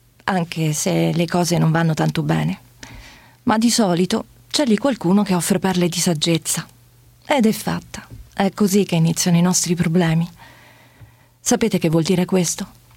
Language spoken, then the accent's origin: Italian; Catania, Sicily, Italy; now in Rome, Italy; Sono nata a Catania.